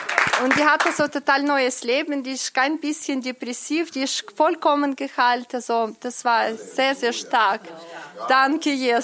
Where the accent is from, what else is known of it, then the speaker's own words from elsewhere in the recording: Ukraine; Und das hat ja eine so christliche Gemeinde aus der Ukraine, wo ich herkomme, so organisiert.